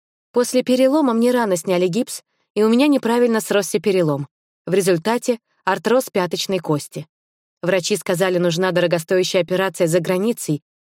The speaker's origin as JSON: {"language": "Russian", "region": "Moscow", "country": "Russia", "tie": "born there", "said": "Я росла очень развитым и талантливым ребенком в обеспеченной семье. Родилась в Москве."}